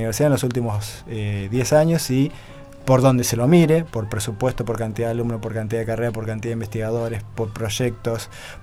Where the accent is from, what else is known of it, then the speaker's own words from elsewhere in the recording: Argentina; Yo como docente universitario y como ciudadano argentino tengo mi posición política